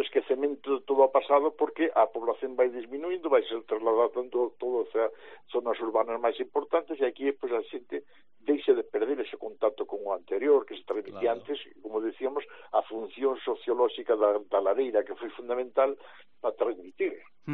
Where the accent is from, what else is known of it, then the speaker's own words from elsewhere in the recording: Galicia, Spain; somos todos de orixe, somos galegos, evidentemente